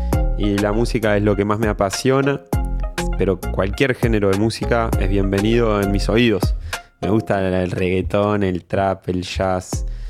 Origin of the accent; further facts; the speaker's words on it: Uruguay; also born or lived in abroad; viví unos años en el exterior, pero también estuve toda mi infancia en Uruguay, hice el colegio en Uruguay